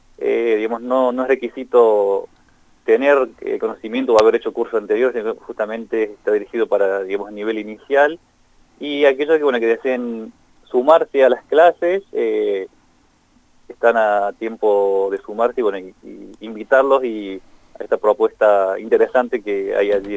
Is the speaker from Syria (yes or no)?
yes; Syria; Spanish is a second language; now in Córdoba, Argentina; Bien, soy de Siria, así, bueno, ya varios tiempos que vivo aquí, precisamente en Córdoba, Argentina.